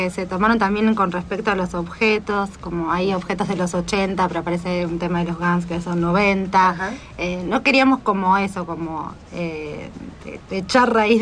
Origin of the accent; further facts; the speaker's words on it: Bolívar, Buenos Aires Province, Argentina; also born or lived in Tandil; now in Buenos Aires, Argentina; Yo soy del campo. No, bueno, sí, nací en Bolívar, así que viví 17 años ajá. Ahí. Después me fui a estudiar a Tandil, así que me quedé un poco ahí en la provincia, en el campo. Y recién vine a Buenos Aires en el 2003.